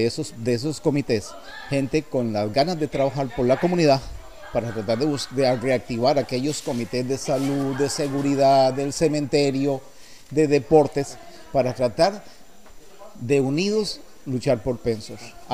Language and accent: Spanish; Guápiles, Limón, Costa Rica; born there; nací en Guaples